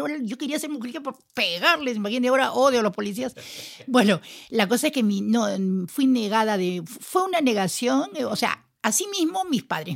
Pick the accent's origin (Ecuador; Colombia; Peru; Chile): Peru; born there; Nací en Perú, no soy de Perú porque no soy de nadie. No, mi país tan bello